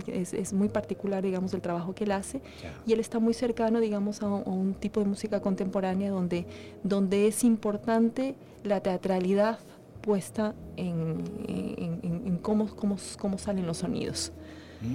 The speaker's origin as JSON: {"language": "Spanish", "country": "Ecuador", "also_born_or_lived": "Europe", "moved": "yes", "lives_now": "Venezuela", "said": "yo soy bailarina y coreógrafa ecuatoriana, pero la verdad es que me fui muy joven desde el Ecuador, viví muchos años fuera, en Europa, y viví 15 años aquí en Venezuela."}